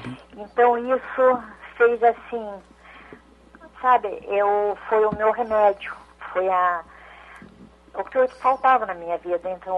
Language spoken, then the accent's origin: Portuguese; Itapetininga, São Paulo, Brazil; Sou daqui de Itapetininga.